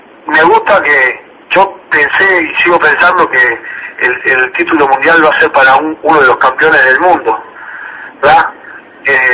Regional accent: Uruguay; yo la verdad que como uruguayo me siento súper orgulloso del papel que tuvo mi selección

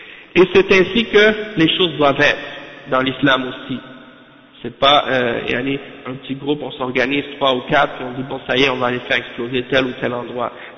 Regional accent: Canada; Et même chez nous au Canada, il y a des sections d'études islamiques dans les universités.

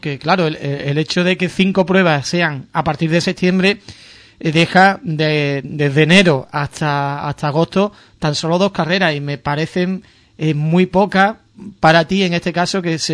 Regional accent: Andalusia, Spain; Y bueno, que somos andaluces y que también podemos exagerar, claro, un poquillo, pues, ¿no?

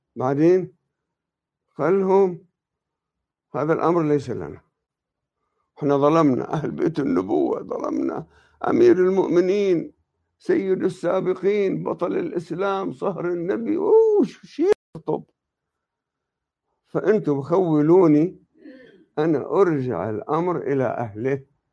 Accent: Jabal Amel, Lebanon; أنا لست من منطقة النبطية، أصولنا عاملين من النبطية، لكن أنا من أهلي. إحنا نعتبر النبطية ساحل، إحنا أهل الجبال

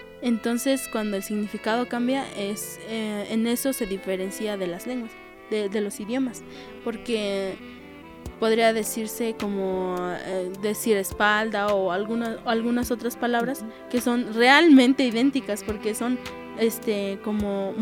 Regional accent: Chiapas, Mexico; first language Tzotzil; Spanish is a second language; Mis papás, mis abuelos me enseñaron, me inculcaron desde que yo nací, pues, el tzotzil. Y pues sí, es mi lengua materna

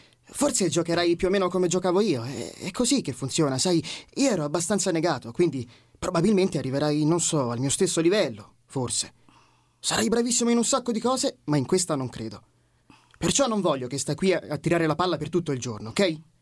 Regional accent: Orbetello, Tuscany, Italy; Orbetello, provincia di Grosseto.

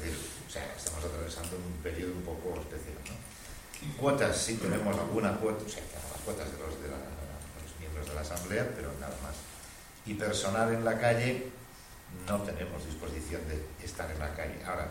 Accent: Barcelona, Catalonia, Spain; vengo de Barcelona también.

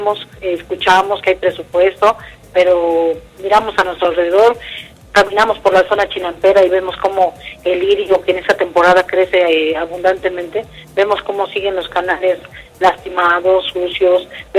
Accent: Xochimilco, Mexico City, Mexico; ya que yo soy de Xochimilco.

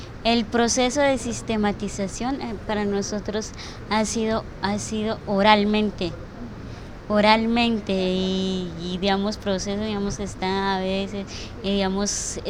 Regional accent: Cauca, Colombia; vengo del resguardo de Guambía

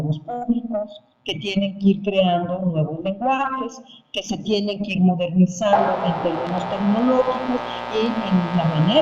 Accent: Mexico; en mi país. Así que desde entonces, pues he venido trabajando en la radio pública mexicana

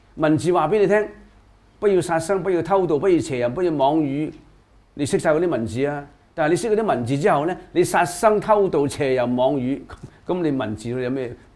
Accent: China; 有好多呢一類嘅人才，我哋中國人要急起直追啦。

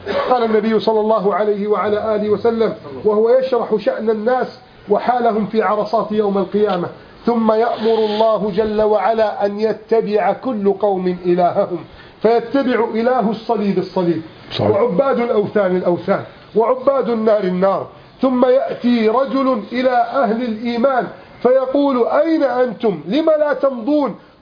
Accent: Egypt; اللهم احفظ بلدنا مصر من كيد الكائدين

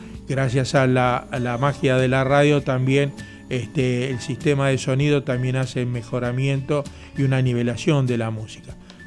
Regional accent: Quilmes, Buenos Aires Province, Argentina; now in Bernal, Argentina; Yo vivo en Bernal, pero me crié y nací en Quilmes, en el barrio La Colonia.

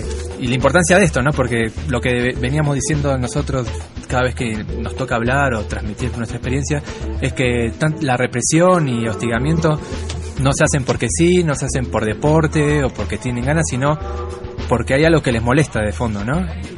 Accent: Argentina; Por ejemplo, yo vengo de Argentina y los pueblos originarios allá están como antes del 94

